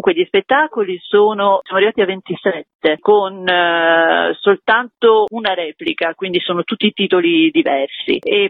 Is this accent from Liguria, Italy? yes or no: yes; Genoa, Liguria, Italy; io sono genovese, cresciuta praticamente con i suoi disegni e con i famosi libri per bambini che lui fece tra gli anni 60 e gli anni 70.